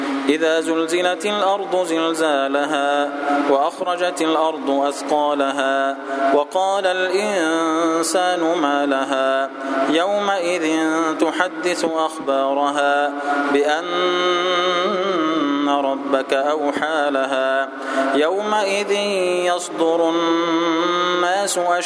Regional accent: Egypt; اجعل بلدنا مصر سلما سلاما، أمنا أمانا

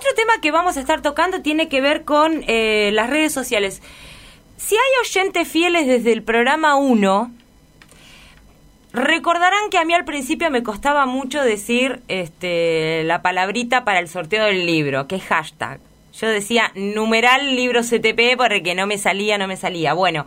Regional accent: Necochea, Buenos Aires Province, Argentina; now in La Plata, Argentina; yo soy de Necochea, pero la queremos. Ya la hemos adoptado como nuestra

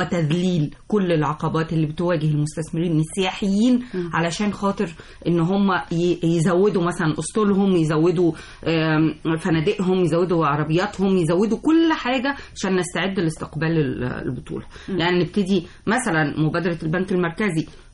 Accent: Egypt; انت عارفه ان انا لما بسافر اي بلد اي بلد في الدنيا تيجي تقول لهم انا من مصر

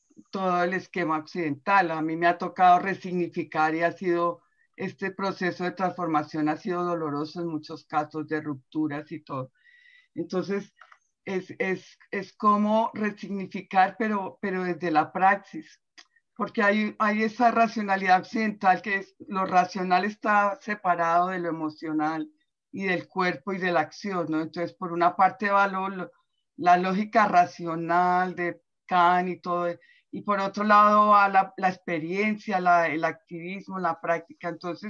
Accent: Colombia; moved away; yo soy de Colombia y llevo 20 años viviendo aquí

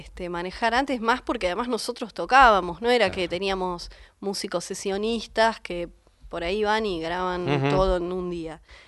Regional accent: Los Toldos, Buenos Aires Province, Argentina; Yo me crié en Los Toldos, sí. provincia de Buenos Aires, y sí, muy rodeada de las costumbres tradicionalistas.

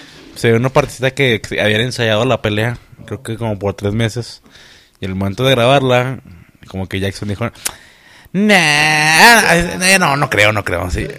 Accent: Torreón, Coahuila, Mexico; Somos de Torreón, los de la comarca, ya ves.

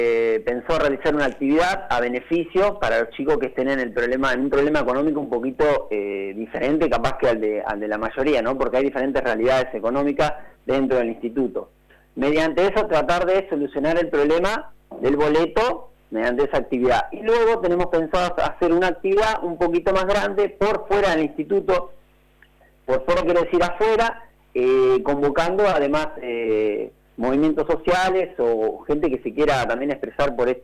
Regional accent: Cañuelas, Buenos Aires Province, Argentina; Yo digo a los chicos porque yo soy de Cañuela, sí.

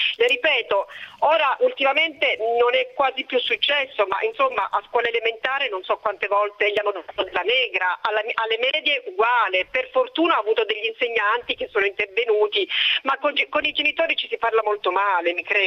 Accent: Sicily, Italy; now in Florence, Italy; sono siciliana anch'io come Lara, abito a Firenze da tantissimi anni

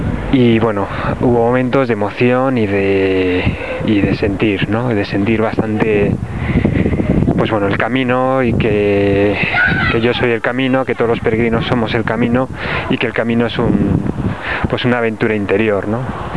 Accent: Castile, Spain; Que como buen castellano pues soy seco y eso.

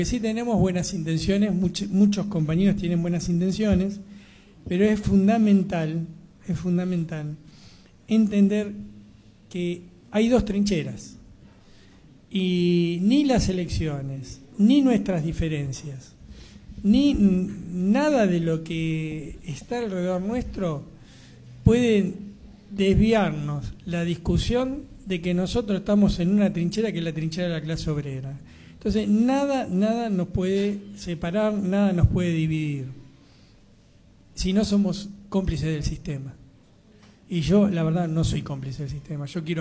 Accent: Argentina; reírnos un poco de lo triste que nos está pasando como argentinos

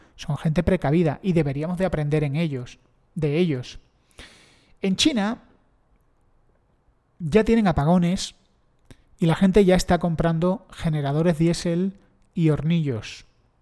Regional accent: Spain; yo soy español

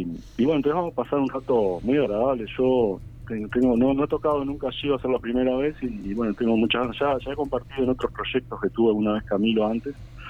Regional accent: Montevideo, Uruguay; Yo acá tuve la experiencia en mi barrio, yo soy de Villa Española

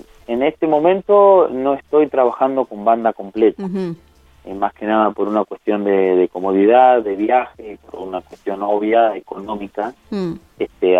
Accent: Victorica, La Pampa, Argentina; Exacto, ayer estuve en mi pueblo, en Victorica

